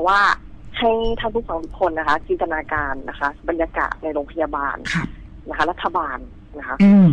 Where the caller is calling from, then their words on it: Bangkok, Thailand; โทรมาจากแถวเตาปูนค่ะ